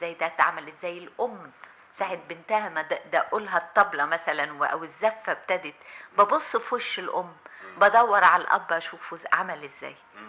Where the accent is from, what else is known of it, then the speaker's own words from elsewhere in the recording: Egypt; المسؤولية كواحدة كمصرية عايشة في البلد